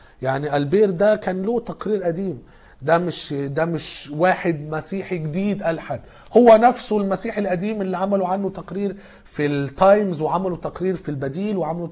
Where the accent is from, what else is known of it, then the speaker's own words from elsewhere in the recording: Egypt; يمكن الاجانب مش الناس اللي عندنا في مصر